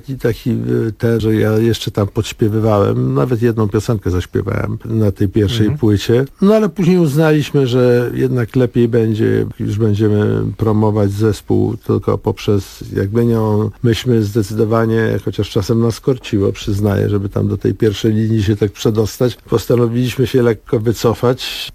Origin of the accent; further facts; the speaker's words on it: Mława, Masovian Voivodeship, Poland; taka sentymentalna podróż w ogóle w krainę dzieciństwa, dojrzewania, dorastania w moich rodzinnych stronach, czyli w Mławie.